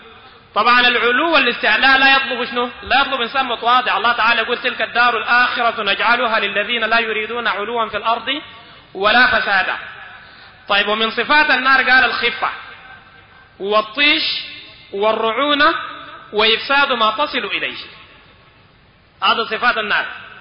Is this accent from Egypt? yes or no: no; Sudan; عندنا في السودان